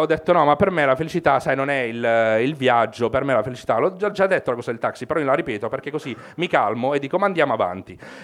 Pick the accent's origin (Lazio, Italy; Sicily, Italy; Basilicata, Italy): Basilicata, Italy; non sono uno che viaggia, sono dalla Basilicata, quindi quello che faccio è tornare in Basilicata e dire, ah, sono in vacanza